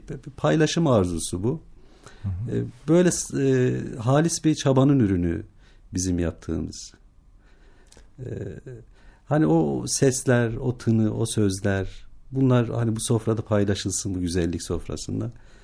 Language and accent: Turkish; Bingöl, Turkey; Biz de tabii doğduğumuz, büyüdüğümüz coğrafya, bölge diyelim. Yani Bingöl doğumluyum.